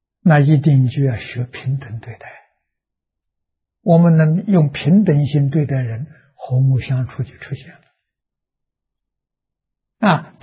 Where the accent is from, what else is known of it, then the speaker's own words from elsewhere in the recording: China; 我们中国人叫和平。啊，怎样才能和？